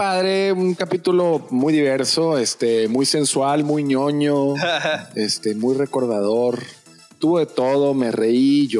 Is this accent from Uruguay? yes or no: no; Spain; Española. Porque soy de España.